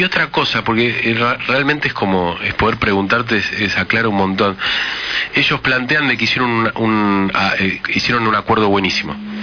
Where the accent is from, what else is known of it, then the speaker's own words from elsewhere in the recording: Argentina; ¿Cuál fue la posición argentina? Y, o sea, ¿qué hicimos nosotros como argentinos?